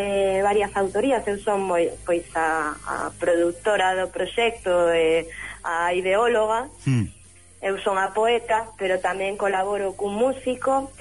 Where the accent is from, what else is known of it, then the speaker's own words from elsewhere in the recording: Vigo, Galicia, Spain; also born or lived in Barcelona; eu son de Vigo, natural de Vigo, pero bueno, a miña vida foi por varios derroteiros. De feito, vivín en Barcelona.